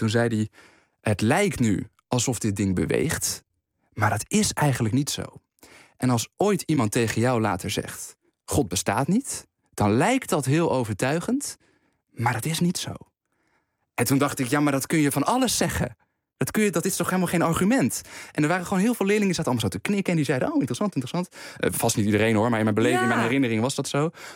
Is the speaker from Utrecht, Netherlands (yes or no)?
yes; Veenendaal, Utrecht, Netherlands; Ik ben in Veenendaal opgegroeid op een school gezeten die, dat noemen ze op reformatorische grondslag.